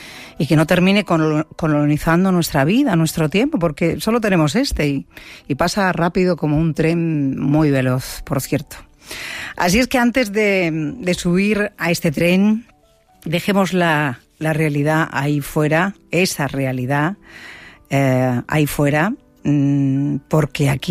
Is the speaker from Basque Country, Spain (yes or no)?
no; Seville, Andalusia, Spain; En mi tierra está lloviendo como nunca. Lleva lloviendo, yo creo que 15 días o 20 días en Sevilla.